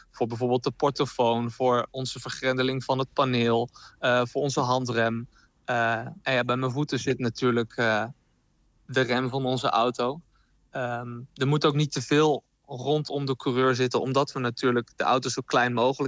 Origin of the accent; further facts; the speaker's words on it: Zwolle, Overijssel, Netherlands; Ja, ik kom zelf uit Zwolle